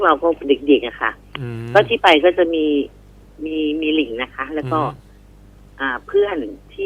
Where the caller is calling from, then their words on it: Buriram, Thailand; บุรีรัมย์ค่ะ